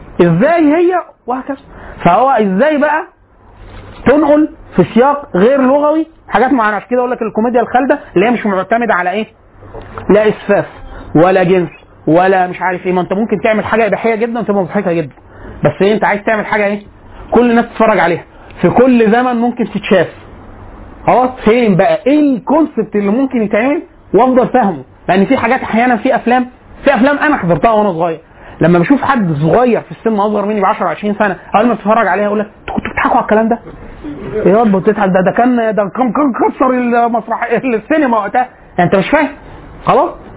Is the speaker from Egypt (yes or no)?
yes; Egypt; احنا كمصريين بنفهم ان ده ايه